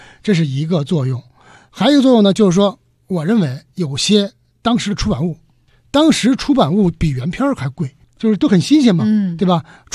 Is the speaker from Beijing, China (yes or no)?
yes; Beijing, China; 您写的志是咱们北京人、中国人写的